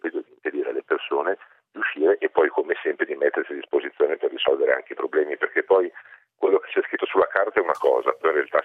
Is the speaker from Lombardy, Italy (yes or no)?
yes; Milan, Lombardy, Italy; io sono milanese, sono lombardo, le conosco anche bene